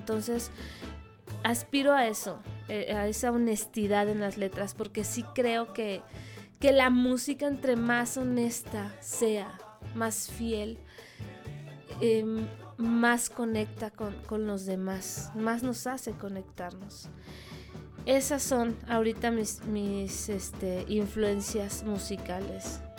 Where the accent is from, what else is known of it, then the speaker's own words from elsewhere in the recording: Saltillo, Coahuila, Mexico; Yo crecí en Saltillo, Coahuila, me considero norteña de corazón y realmente crecí escuchando música norteña.